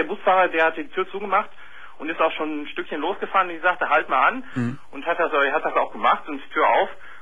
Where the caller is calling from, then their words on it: Essen, North Rhine-Westphalia, Germany; gestern bin ich bei uns in Essen zu einer großen Buchhandlung gefahren